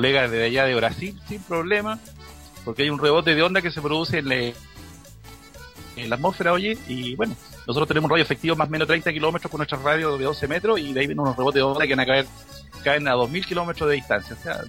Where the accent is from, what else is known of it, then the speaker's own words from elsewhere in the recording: Chile; Como somos chilenos, juntamos los dos códigos.